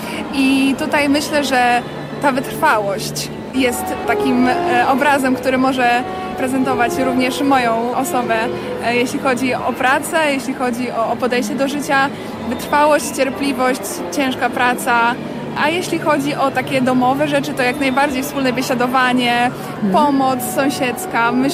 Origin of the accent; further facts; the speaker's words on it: Wejherowo, Pomeranian Voivodeship, Poland; born there; Możemy tak powiedzieć, że ta kaszubska krew, jako że też urodziłam się w Wejherowie. Mój tata jest tutaj rdzennym Kaszubem, więc myślę, że ta kaszubskość też płynie w moich żyłach.